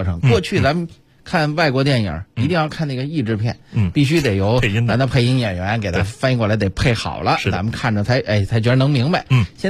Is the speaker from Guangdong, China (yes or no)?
no; Beijing, China; 这个作为一个北京人比较惭愧啊。